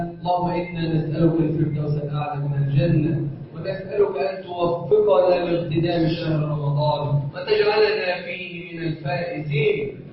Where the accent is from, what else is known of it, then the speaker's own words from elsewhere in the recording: Egypt; اللهم اجعل بلدنا مصر امنا امانا سخاء رخاء وسائر بلاد المسلمين